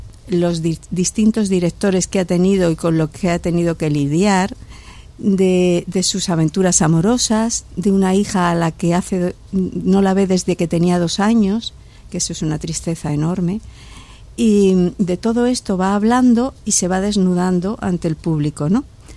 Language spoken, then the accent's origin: Spanish; Granada, Andalusia, Spain; accent: Andalusian; como yo soy de Granada, claro, hablo andaluz en la obra